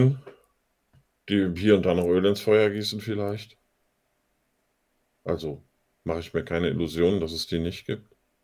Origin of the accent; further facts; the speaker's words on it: Germany; Aber das ist doch mein Heimatland. Ich bin doch in der Bundesrepublik aufgewachsen. Ich bin in diesem System aufgewachsen.